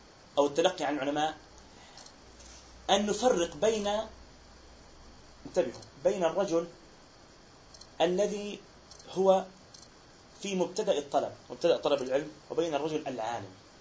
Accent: Palestine; يعني إحنا عندنا في فلسطين نعاني

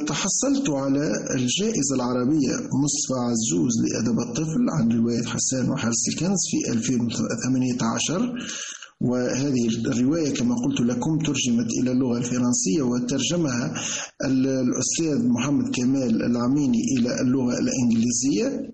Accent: Redeyef, Gafsa Governorate, Tunisia; born there

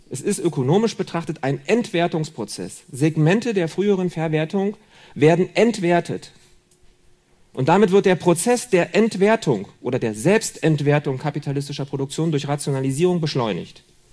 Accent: Berlin, Germany; Oder in Berlin, wo ich herkomme.

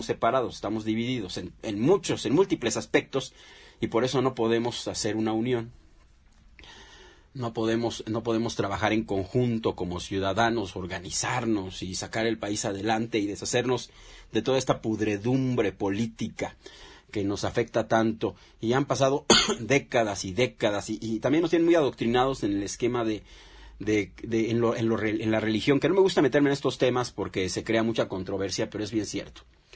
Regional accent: Mexico; nosotros qué creemos que se puede hacer como mexicanos para parar todo esto

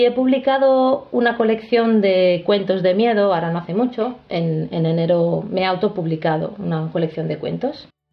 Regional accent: Mataró, Catalonia, Spain; now in Italy; soy de Mataró, aunque viva en un pueblo italiano al pie de las montañas

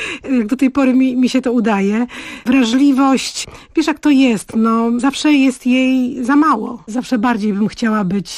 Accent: Białystok, Podlaskie Voivodeship, Poland; Jestem dziewczyną z Białegostoku, gdzie poczucie humoru podlaskie takie jest takie właśnie konkretne, specyficzne.

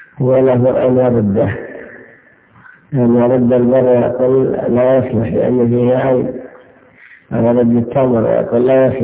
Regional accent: Riyadh, Riyadh Province, Saudi Arabia; كذلك إن كان الوزن عندنا في الرياض مثلا

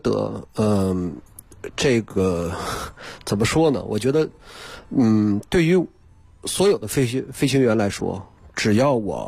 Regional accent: Harbin, Heilongjiang, China; 我是哈尔滨人。

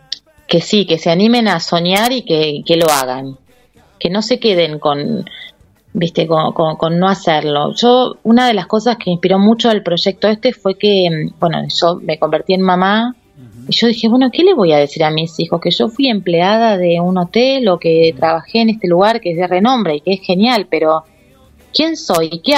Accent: Argentina; que hagamos algo original como argentinos y, bueno, no copiemos afuera

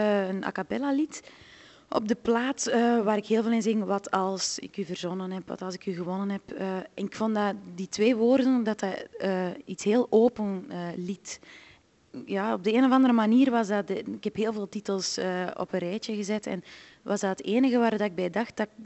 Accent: Flanders, Belgium; accent: West Flemish; ja, dat West-Vlaamse, die kunnen niet babbelen. Dan denk ik, ja, maar dat is gewoon, wij hebben tenminste een dialect.

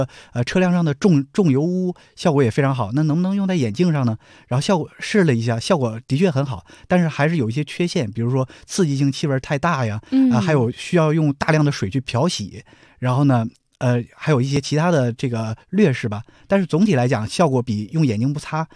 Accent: Weihai, Shandong, China; 我家是威海的

